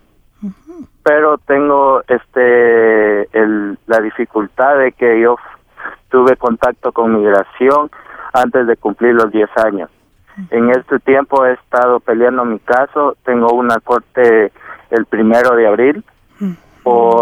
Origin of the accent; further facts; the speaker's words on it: Guatemala; now in United States; Soy guatemalteco. Uh-huh. Tengo... ya 14 años en este país.